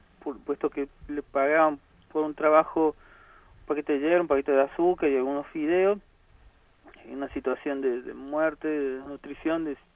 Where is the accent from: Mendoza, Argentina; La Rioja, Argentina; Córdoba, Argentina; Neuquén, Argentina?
Córdoba, Argentina; soy comunicador, soy de Córdoba